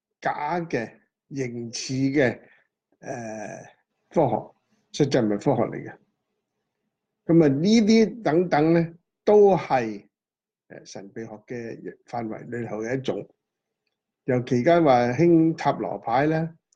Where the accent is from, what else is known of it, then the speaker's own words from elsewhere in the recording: China; 譬如話我哋中國人講一命、二運、三風水